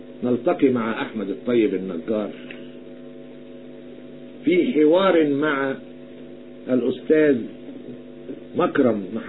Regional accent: Egypt; أنا أتحدث كمصري يعلم الرب، لا أتحدث كمسيحي،

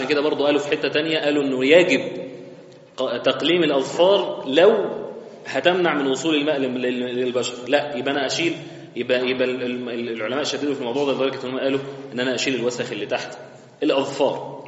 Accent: Egypt; احنا بنقول غلط كمصريين

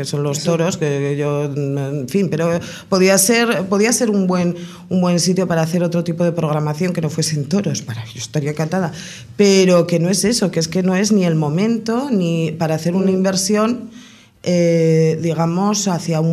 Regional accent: Pamplona, Navarre, Spain; yo por ejemplo que vengo de Pamplona

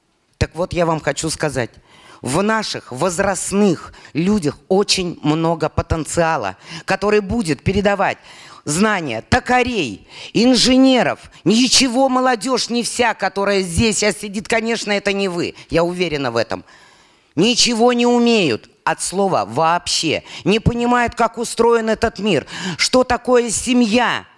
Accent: Bashkortostan, Russia; born there; Я родилась в Башкортостане.

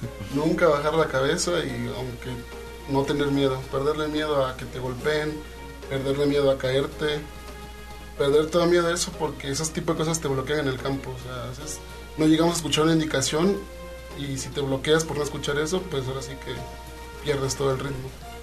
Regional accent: Coatzacoalcos, Veracruz, Mexico; now in Xalapa, Mexico; realmente también soy un jugador foráneo. Yo estoy aquí en Jalapa, pero soy de Coatzacoalcos, Veracruz.

